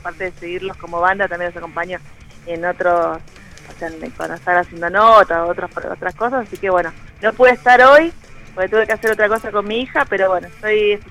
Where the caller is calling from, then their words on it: Buenos Aires, Argentina; desde Boedo.